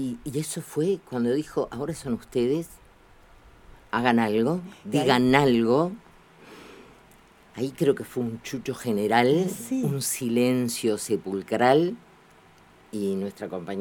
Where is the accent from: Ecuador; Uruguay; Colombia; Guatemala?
Uruguay; yo vengo del Uruguay profundo y muy observadora de lo que le pasa a la gente